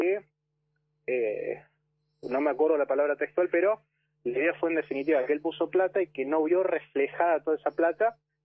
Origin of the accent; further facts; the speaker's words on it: Córdoba, Argentina; Entonces, yo soy de Córdoba, no soy de Cava, ¿no?